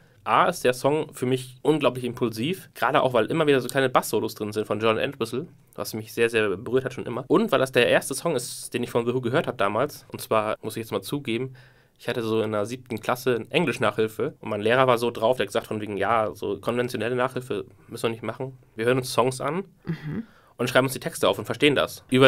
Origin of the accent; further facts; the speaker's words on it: Bremen, Germany; Ein ursprünglicher Bremer wie ich auch, also Bremen-Norder, sag mal so. Ich komme auch aus der Nähe von Bremen.